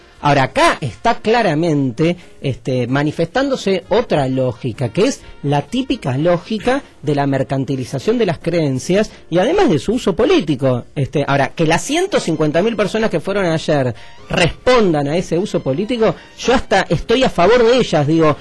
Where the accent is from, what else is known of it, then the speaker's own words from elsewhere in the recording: Argentina; ni como judío, ni como argentino, ni como judío argentino, como lo quieras comulgar, esa identidad rara que conflictiva y hermosa que tenemos muchos judíos argentinos